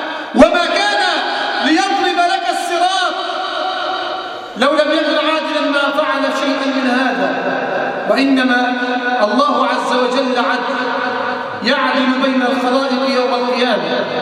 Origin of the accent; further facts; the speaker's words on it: Egypt; اللهم احفظ بلدنا مصر من الفتن ما ظهر منها وما بطن